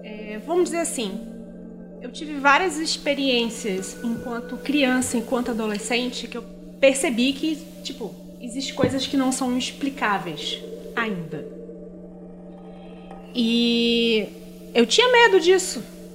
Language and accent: Portuguese; Manaus, Amazonas, Brazil; also born or lived in Rio Grande do Sul; now in São Paulo, Brazil; eu sou gaúcha. Minha família... É do Nordeste, eu fui criada em Manaus.